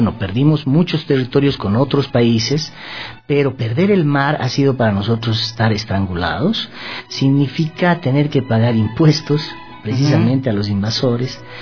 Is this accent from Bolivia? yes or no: yes; Bolivia; Entonces hemos tenido que optar como bolivianos a la Corte Internacional de La Haya